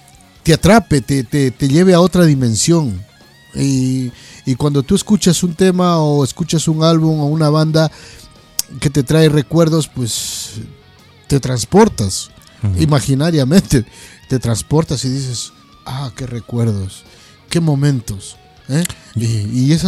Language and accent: Spanish; Loja, Ecuador; Te voy a hablar desde la ciudad de donde yo vengo, que es Loja.